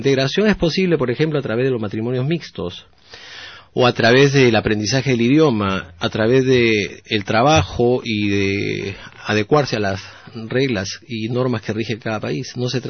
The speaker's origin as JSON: {"language": "Spanish", "country": "Peru", "lives_now": "Sweden", "said": "Soy peruano y soy sueco. Cuando vivo en Suecia, trabajo con suecos y con personas que viven en Suecia, pero tengo que venir un mes al año, y eso hago desde hace 5 años."}